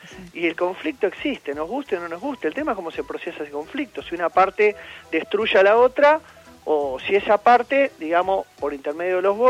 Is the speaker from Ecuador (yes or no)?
no; Argentina; Todos somos argentinos.